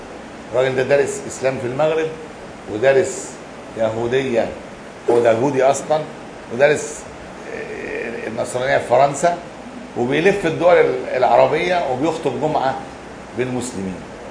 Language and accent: Arabic; Egypt; احنا عندنا، انا ما شفتهاش عندنا في مصر